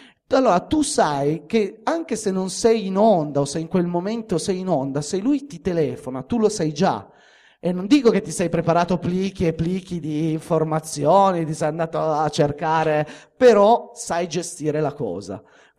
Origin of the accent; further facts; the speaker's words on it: Turin, Piedmont, Italy; perché in questo caso è nazionale, perché io sono di Torino, è nazionale